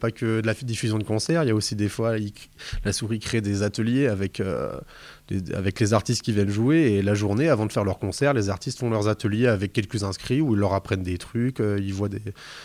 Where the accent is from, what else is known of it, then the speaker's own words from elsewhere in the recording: Grand Est, France; Mais oui, il y en a évidemment, et puis même moi, je suis des Vosges